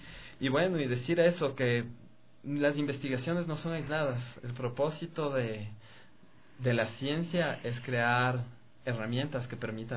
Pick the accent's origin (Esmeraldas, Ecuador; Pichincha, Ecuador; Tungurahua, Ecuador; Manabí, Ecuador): Pichincha, Ecuador; Quito; Bueno, no, realmente soy de aquí, de Quito.